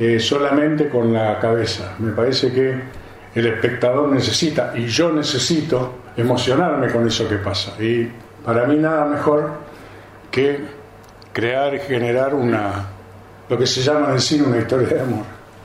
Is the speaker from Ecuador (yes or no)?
no; Lanús, Buenos Aires Province, Argentina; yo nací y me crié en Lanús, pero un Lanús que era de otro tipo que el de los últimos años, era un Lanús industrial.